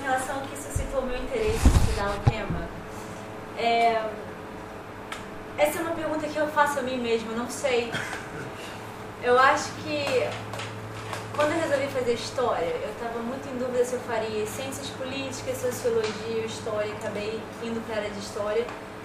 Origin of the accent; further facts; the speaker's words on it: Rio de Janeiro, Brazil; Eu cresci no Rio de Janeiro, também uma sociedade extremamente desigual